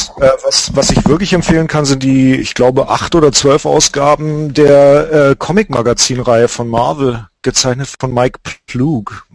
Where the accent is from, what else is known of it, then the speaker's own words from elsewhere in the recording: Lake Constance, Germany; zum Beispiel von dem Bodensee, wo ich herkomme